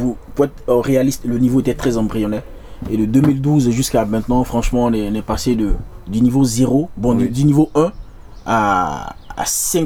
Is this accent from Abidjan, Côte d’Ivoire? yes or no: yes; Abidjan, Côte d’Ivoire; Oui, moi je suis né, heureusement je suis né à Abidjan, ouais. Les parents sont allés en aventure à Abidjan, et moi je suis né, je suis grandi, je suis allé à l'école à Abidjan